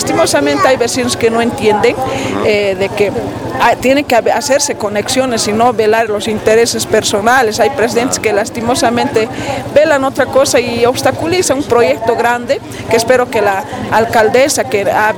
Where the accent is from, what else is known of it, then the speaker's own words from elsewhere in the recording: Oruro, Bolivia; now in El Alto, Bolivia; Yo, por ejemplo, soy orureña, ¿no?